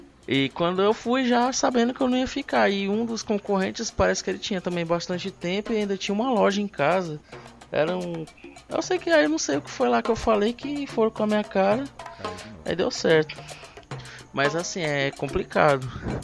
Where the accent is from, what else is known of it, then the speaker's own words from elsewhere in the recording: Itapajé, Ceará, Brazil; eu não sou de Sobral, né, eu sou de Itapajé. Aí você vem lá de uma família de agricultores e tal.